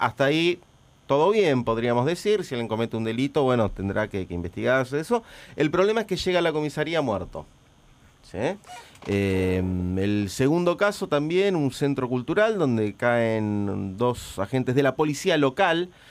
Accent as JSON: {"language": "Spanish", "town": "La Plata", "region": "Buenos Aires Province", "country": "Argentina", "said": "nos tocan de cerca a los que somos de La Plata"}